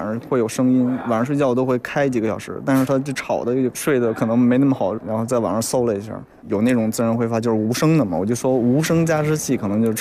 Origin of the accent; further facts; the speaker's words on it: Beijing, China; 因为从小就在北京长大嘛